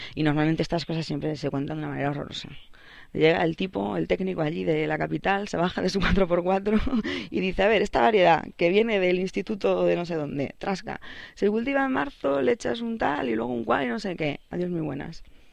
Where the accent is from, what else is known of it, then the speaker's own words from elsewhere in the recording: Soutelo, Galicia, Spain; Eso me fijaba yo en mi pueblo, en Soutelo, que la gente es capaz de tener...